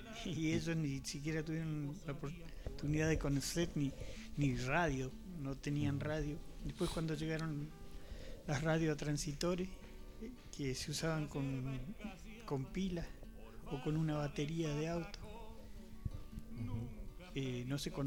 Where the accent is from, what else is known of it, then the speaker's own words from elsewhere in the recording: Cholila, Chubut, Argentina; born there; now in El Bolsón, Argentina; yo nací en Cholila y ahora por cuestiones que me vine de trabajo y estudio a estudiar y bueno, me vine a Bolsón. Primero se vino una hermana que tengo y después mi hermana me trajo para acá.